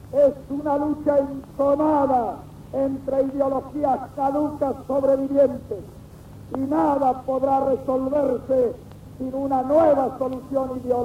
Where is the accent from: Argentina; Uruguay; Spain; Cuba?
Argentina; un hombre más de este pueblo maravilloso, deseo hablarles de mi gratitud y de mi orgullo de argentino y de trabajador.